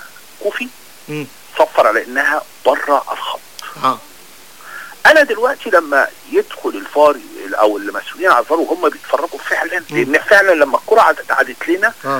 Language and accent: Arabic; Alexandria, Alexandria Governorate, Egypt; انا بتكلم كراجل محايد انا مش هتكلم بقى كاسكندراني